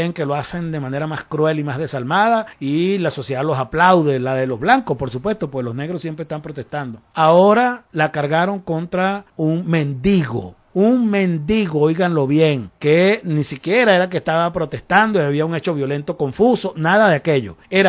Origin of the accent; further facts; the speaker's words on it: Venezuela; Yo como venezolano no lo entiendo